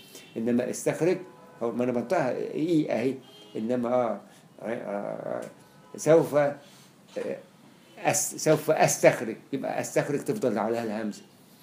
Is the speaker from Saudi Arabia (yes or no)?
no; Egypt; والتاء المفتوحه دي عندنا في مصر كلها